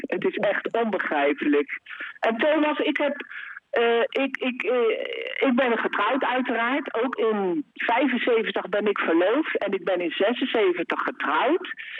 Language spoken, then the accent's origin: Dutch; The Hague, South Holland, Netherlands; En ik ben … uit Den Haag.